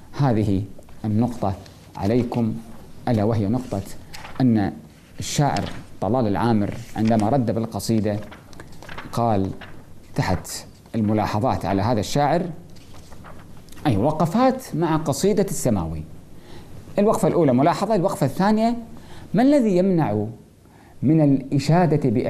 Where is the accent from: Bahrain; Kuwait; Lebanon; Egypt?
Kuwait; عندنا في الكويت